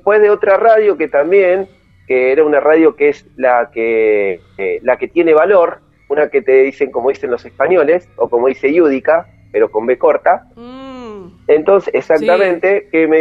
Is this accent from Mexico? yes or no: no; Avellaneda, Buenos Aires Province, Argentina; Yo soy de Avellaneda.